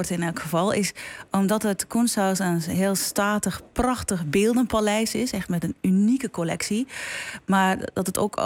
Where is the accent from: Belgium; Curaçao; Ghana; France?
Belgium; now in Netherlands; En ik kom zelf uit België. In Nederland heb ik ook moeten wennen van hoe functioneren dingen.